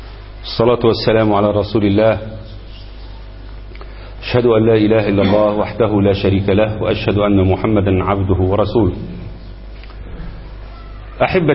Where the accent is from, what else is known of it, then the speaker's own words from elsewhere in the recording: Egypt; اللي بيمزق الأمة عندنا في مصر ويقتل الناس